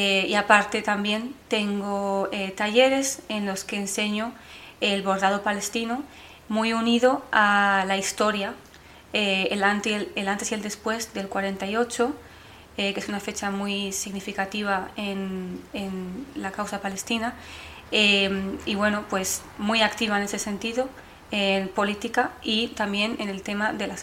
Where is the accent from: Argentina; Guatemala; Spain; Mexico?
Spain; now in London, United Kingdom; soy española palestina, resido entre Londres y Santander